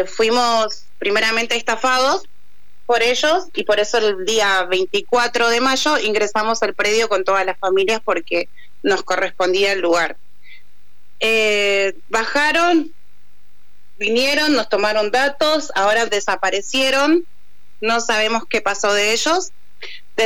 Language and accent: Spanish; Virrey del Pino, Buenos Aires Province, Argentina; Bien, somos de Virrey del Pino, en kilómetro 35, el predio está ubicado entre Balestrín y California y Arroyo Morales.